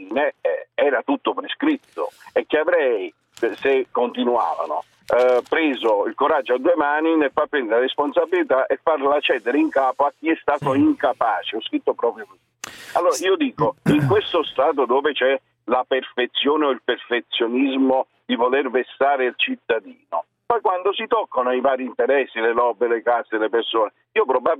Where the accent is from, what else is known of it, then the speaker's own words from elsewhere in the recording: Salerno, Campania, Italy; Io sono di Salerno.